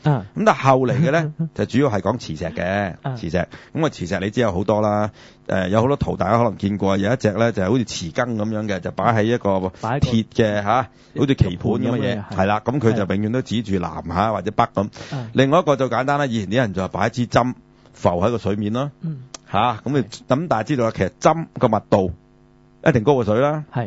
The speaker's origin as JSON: {"language": "Cantonese", "country": "China", "said": "冇錯啦，呢個我哋中國人係最引以為傲㗎嘛。"}